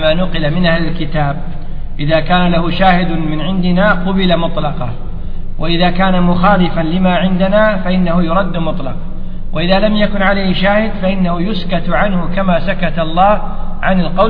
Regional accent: Kuwait; الزاملة هي الزنبيل معروف عندنا في الكويت ولا لا؟

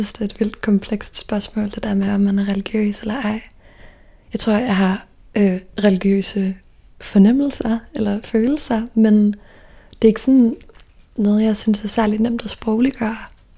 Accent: Stevns, Zealand, Denmark; moved away as an adult; Og jeg voksede op på Stævns. Og der har jeg faktisk boet i det samme lille orange hus hele mit liv, indtil jeg flyttede til København som 19-årig. Og så har jeg gået i folkeskole på Stævns også.

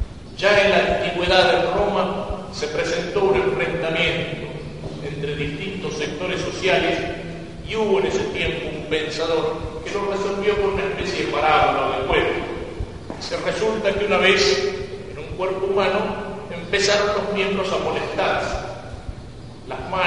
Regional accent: Argentina; somos argentinos por nacimiento.

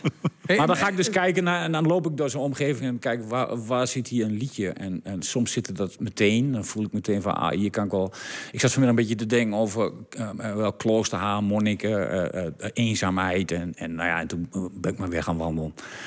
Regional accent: Diepenheim, Overijssel, Netherlands; Ik kom zelf uit Diepenheim

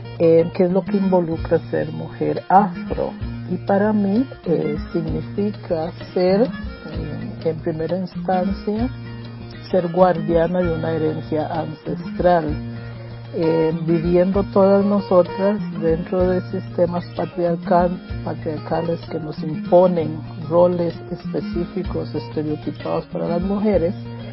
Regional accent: Costa Rica; soy costarricense

